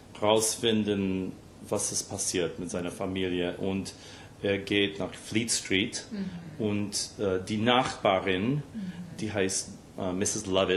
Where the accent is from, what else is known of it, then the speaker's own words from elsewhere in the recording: Scarsdale, New York, United States; German is a second language; moved away; also born or lived in White Plains; Ja, ich bin im White Plains geboren und meine Mutter wohnt immer noch in Scarsdale, wo ich aufgewachsen bin. Mhm. Und jetzt wohne ich in Brooklyn Heights in New York City